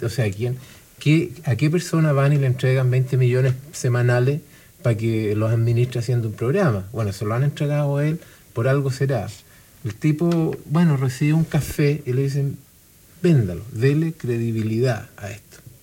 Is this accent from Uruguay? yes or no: no; Chile; Pero nosotros, como gente, como chilenos